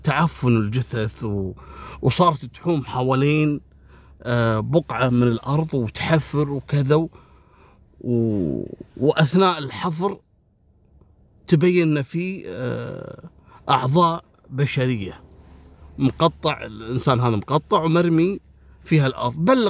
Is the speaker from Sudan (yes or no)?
no; Kuwait; أبو فاضل راح على منطقة اسمها منطقة الجهرة عندنا في الكويت، محافظة.